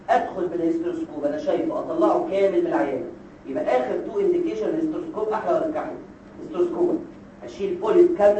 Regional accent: Egypt; يعني مش عارف عندنا في مصر ايه

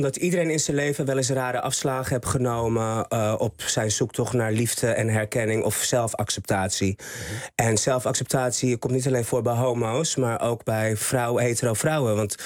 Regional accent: Haarlem, North Holland, Netherlands; born there; Ik ben geboren in Haarlem. Ik ben een echte mug, hart en nieren.

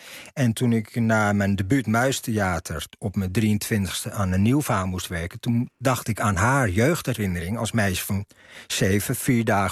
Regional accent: Amsterdam, North Holland, Netherlands; born there; Ik kom natuurlijk in Amsterdam. Ik ben in Amsterdam geboren

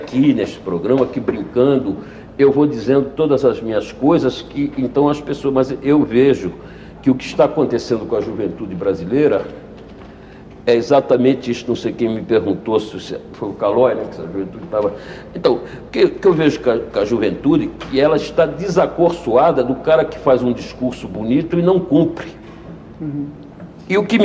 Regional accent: Brazil; mas eu não posso aceitar o mundo sem a participação cultural de um povo onde eu me criei. Não posso aceitar o mundo sem birimbau, sem caipirinha, sem bumba meu boi, sem feijoada, sem farofa, sem macumba.

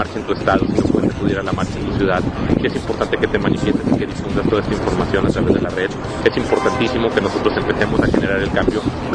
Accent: Mexico; Y bueno, pues como mexicano, como habitante del mundo, como ser humano, tenemos la responsabilidad.

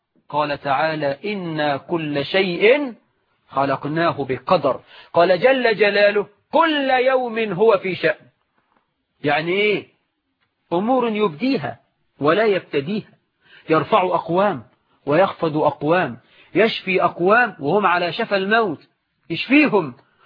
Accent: Egypt

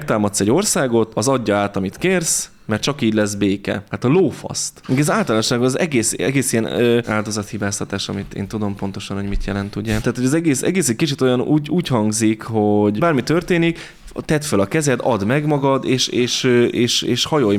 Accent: Hungary; Tehát mert hát ez mégiscsak magyarok vagyunk, hát a mi területeinket ne vegyék el.

